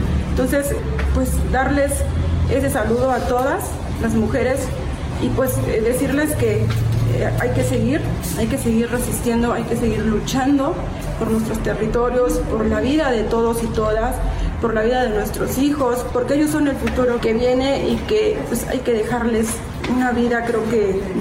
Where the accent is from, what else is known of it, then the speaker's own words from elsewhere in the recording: Morelos, Mexico; vengo del estado de Morelos, Amitzingo, del estado de Morelos.